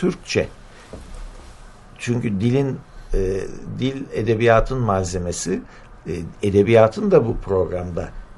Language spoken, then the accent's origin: Turkish; Adana, Turkey; Ben de bir Adanalı olarak tabii 5 Ocak'ın Adana'nın tarihindeki yerini çok iyi biliyorum.